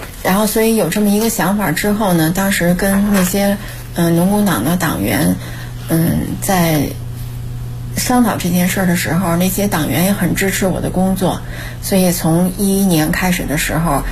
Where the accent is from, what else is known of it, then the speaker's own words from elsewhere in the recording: Miyun, Beijing, China; 因为密云是我的家乡。